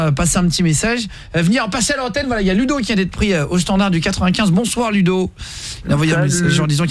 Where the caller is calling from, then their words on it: Le Barcarès, Occitanie, France; moi j'habite à Barcarès, enfin je viens de Barcarès aussi